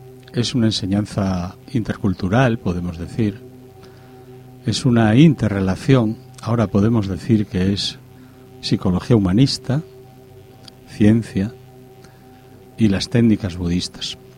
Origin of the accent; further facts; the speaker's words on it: Gijón, Asturias, Spain; Pues nosotros estábamos, somos de Gijón